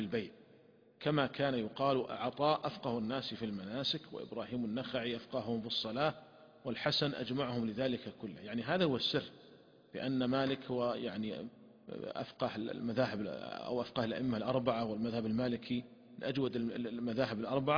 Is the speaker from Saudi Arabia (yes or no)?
yes; Saudi Arabia; وتطورت تطورا كبيرا عندنا في المملكة العربية السعودية